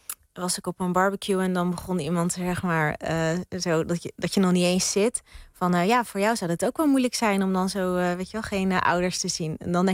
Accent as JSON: {"language": "Dutch", "town": "Rotterdam", "region": "South Holland", "country": "Netherlands", "tie": "born or raised there", "said": "Ja, ik ben opgegroeid in Rotterdam. Echt een geboren en getogen Rotterdammer. Mijn moeders familie woont in Drenthe."}